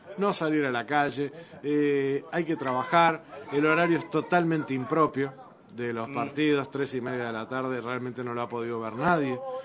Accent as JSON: {"language": "Spanish", "country": "Uruguay", "said": "Pero acá hay jugadores que sí nos representan como uruguayos, sobre todo."}